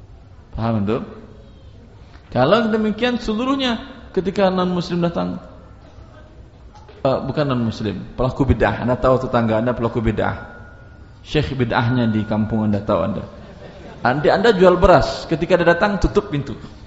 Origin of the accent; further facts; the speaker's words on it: Padang, West Sumatra, Indonesia; Saya orang Padang.